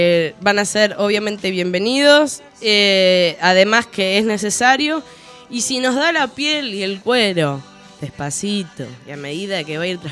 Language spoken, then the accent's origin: Spanish; Argentina; Queremos ser una nación argentina porque somos argentinos